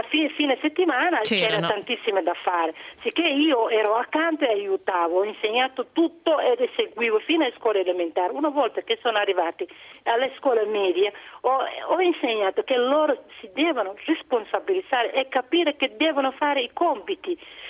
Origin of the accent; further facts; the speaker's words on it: Somalia; Italian is a second language; now in Poggio a Caiano, Italy; è un nome di origine arabo, io sono somala.